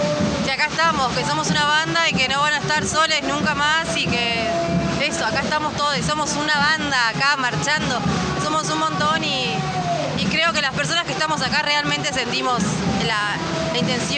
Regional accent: Cuesta Blanca, Córdoba, Argentina; vengo de Cuesta Blanca.

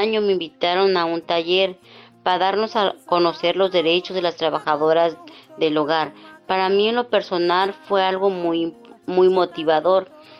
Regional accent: San Miguel el Grande, Oaxaca, Mexico; now in Tijuana, Mexico; soy de San Miguel el Grande, Oaxaca. Radico en Tijuana hace 22 años, soy trabajadora del hogar.

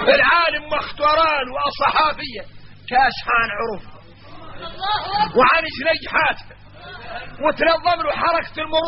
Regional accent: Mauritania; نحن موريتاني

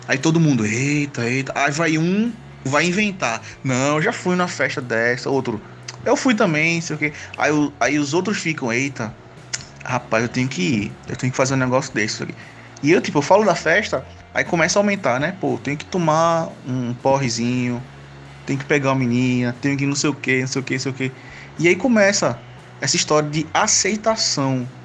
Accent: Pernambuco, Brazil; Eu sou de Pernambuco.

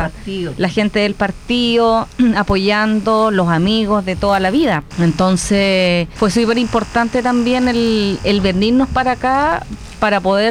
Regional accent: Santiago Metropolitan Region, Chile; born there; Y ahí nací, en el Hospital San Juan de Dios, el 10 de noviembre.

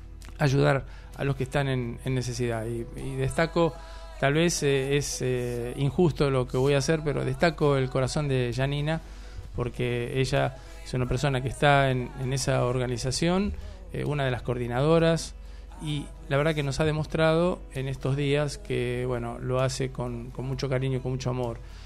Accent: Argentina; para que nos unamos como argentinos

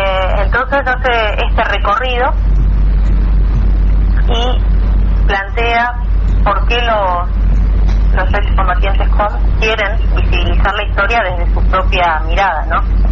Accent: Argentina; de nuestro propio pensamiento nacional como argentinos

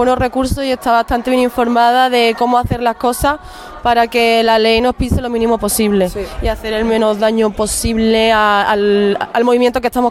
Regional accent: Málaga, Andalusia, Spain; now in Granada, Spain; Yo vengo de Málaga

